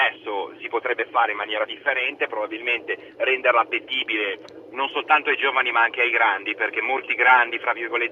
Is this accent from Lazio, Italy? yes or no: no; Genoa, Liguria, Italy; now in Parma, Italy; io chiamo dalla zona di Parma, anche se io sono genovese. Io il nautico l'ho fatto a Genova, l'ho fatta la geografia perché l'ho fatta dall'82 all'86, il nautico, quindi l'ho fatto là.